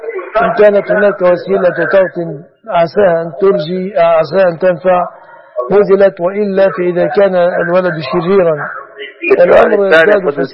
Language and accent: Arabic; Egypt; أن يجعل بلادنا مصر وسائر بلاد المسلمين آمنة مطمئنة من كل مكروه ومن كل سوء